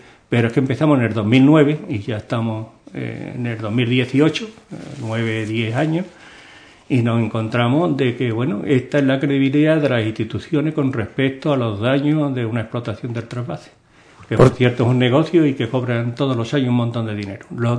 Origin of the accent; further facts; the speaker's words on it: Andalusia, Spain; Y nos duele, ¿no?, como andaluz, evidentemente